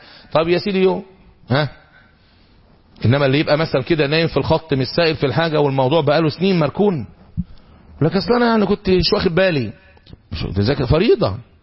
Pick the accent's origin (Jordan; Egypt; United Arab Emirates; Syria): Egypt; الذهب عندنا في مصر مثلا دلوقتي